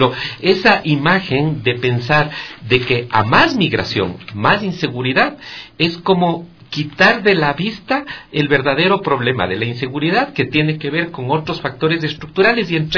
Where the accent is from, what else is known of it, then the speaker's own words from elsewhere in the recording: Ecuador; las cadenas noticiosas habituales que uno como ecuatoriano puede ver